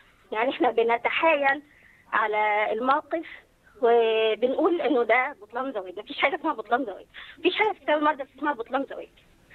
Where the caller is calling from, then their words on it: Egypt; انا من مصر وكنت عايزه اعمل مداخله في نقطتين